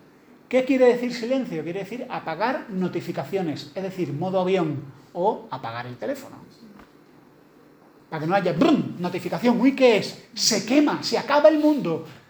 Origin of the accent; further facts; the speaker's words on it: Andalusia, Spain; Esto es una cosa muy andaluza, a lo mejor los que no soy andaluces no lo entendéis.